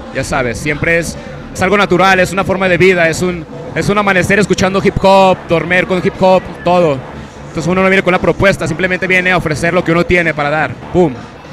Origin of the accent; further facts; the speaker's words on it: Aguascalientes, Mexico; now in Vancouver, Canada; Sí, soy de aquí de Aguascalientes.